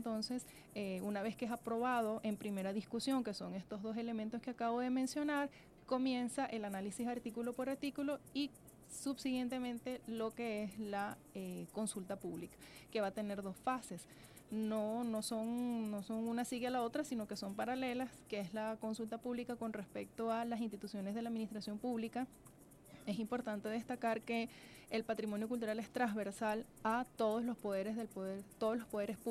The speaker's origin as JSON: {"language": "Spanish", "country": "Venezuela", "said": "lo que somos como venezolanos."}